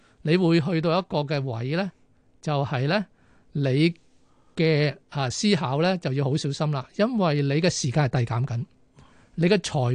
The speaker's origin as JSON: {"language": "Cantonese", "country": "Hong Kong", "said": "就係話我哋香港人咧平均嘅歲數啊"}